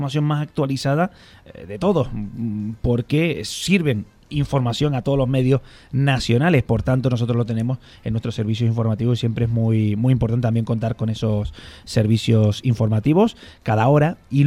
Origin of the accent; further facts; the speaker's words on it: Santa Cruz de Tenerife, Canary Islands, Spain; now in Talavera de la Reina, Spain; están oyendo por el acento, se habrán dado cuenta que de Burgos no soy. Más bien muy al sur, muy lo más al sur que se puede ir en Europa, pues de ahí soy de las Islas Canarias.